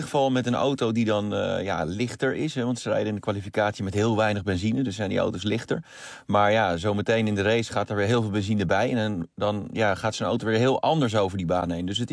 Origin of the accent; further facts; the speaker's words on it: Netherlands; Ja, nou ja, goed, ik ben Nederlander